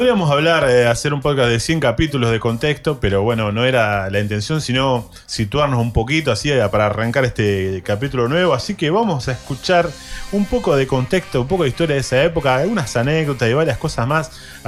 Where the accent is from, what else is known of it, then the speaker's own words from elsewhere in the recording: Moreno, Buenos Aires Province, Argentina; Yo vengo de un barrio humilde, vengo de Cuartel Quinto Moreno